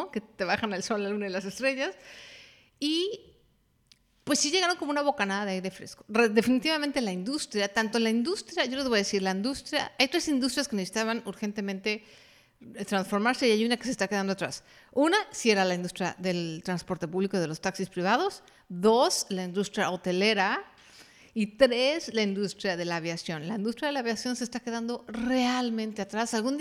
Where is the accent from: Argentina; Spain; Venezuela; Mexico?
Mexico; Mexico City; Por lo menos en mi país, en la Ciudad de México, era un desastre.